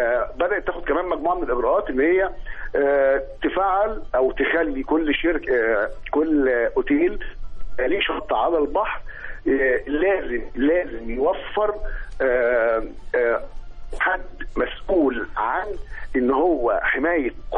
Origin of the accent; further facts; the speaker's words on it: Egypt; ده كل اللي حصل عندنا في مصر حادثة